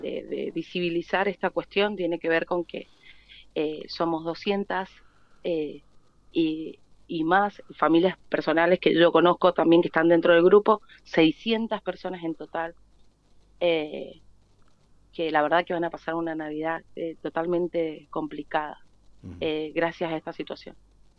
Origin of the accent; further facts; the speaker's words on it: Mendoza, Argentina; Yo soy del Este.